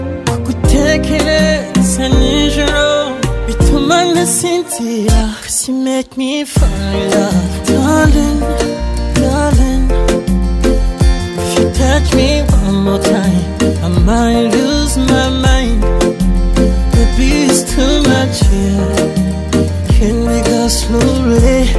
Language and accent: French; Burundi; Non, je suis burundaise.